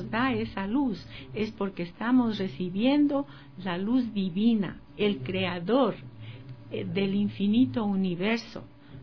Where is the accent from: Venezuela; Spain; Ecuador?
Ecuador; moved away as an adult; also born or lived in United States; Bueno, nací en el Ecuador, como ya saben la fecha en que nací, y viví aquí hasta los 23 años. Y luego fuimos a Estados Unidos con mi esposo y vivimos en Estados Unidos por mucho tiempo. He vuelto al Ecuador hace 9 años.